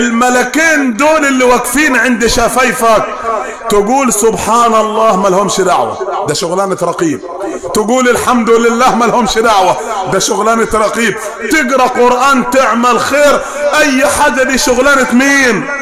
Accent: Upper Egypt, Egypt; accent: Sa'idi; على رأينا هنا في الصعيد، وانا بتكلم باللهجة الصعيدية على الدوام

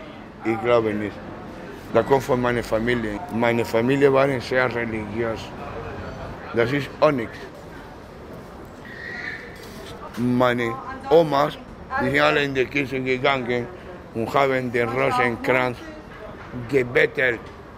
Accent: Spain; German is a second language; now in Germany; Ich bin Spanier

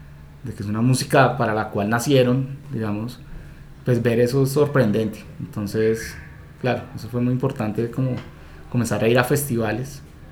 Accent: Bogotá, Bogotá D.C., Colombia; Uno como bogotano que no tiene ninguna, digamos que ninguna tradición

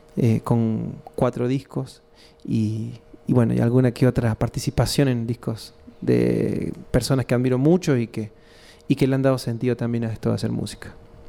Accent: Córdoba, Argentina; accent: cordobés; yo soy de Córdoba capital. Se nota ahí la tonada en la supervivencia de la lengua come chingón, esa tonada cordobesa de Córdoba capital. Soy de un barrio popular que se llama Barrio General Bustos, un barrio ligado al ferrocarril

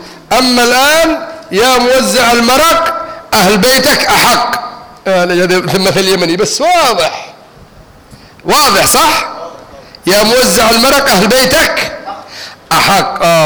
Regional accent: Egypt; أنا مصري وعاوز اسافر بكره مثلا

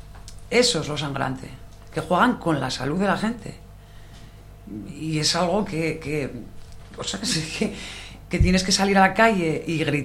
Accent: Asturias, Spain; Asturias, que somos asturianos.

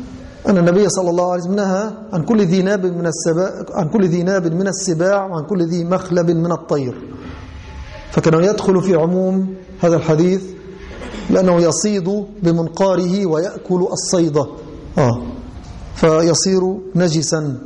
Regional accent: Egypt; أي أن الضر والنمل المشهور عندنا في مصر وفي الغالب هو الصغير

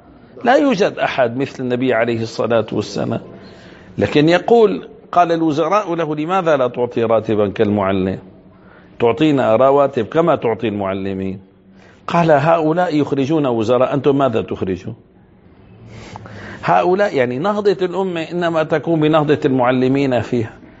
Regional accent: Damascus, Damascus Governorate, Syria; من الممكن أن أقول مثلا كان عندنا في دمشق، إن شاء الله هيك ربي بيرجع الأمان

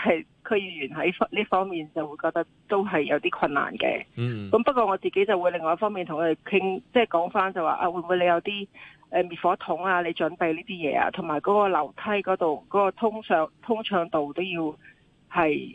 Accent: China; 就算我哋中國人啊，都覺得非常之難過。

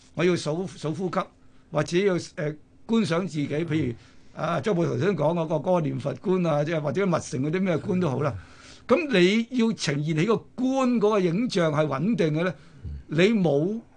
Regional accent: China; 咁我哋中國人好特別，我哋中國人咧就好喜好涅槃思想同佛性思想嘅。

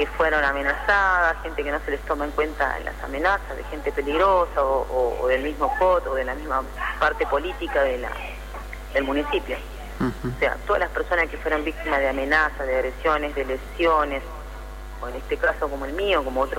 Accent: Tigre, Buenos Aires Province, Argentina; me crié en Tigre y en la época de la dictadura pasaba esto.

